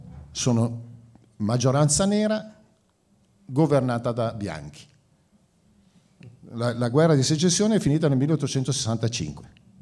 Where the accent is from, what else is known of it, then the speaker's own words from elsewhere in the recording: Milan, Lombardy, Italy; gli ho detto sono di Milano in Italia.